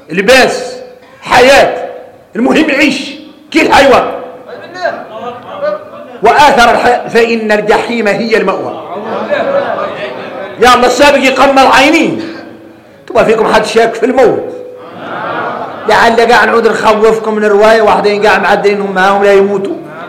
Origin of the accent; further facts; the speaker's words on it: Mauritania; وإحنا موريتاني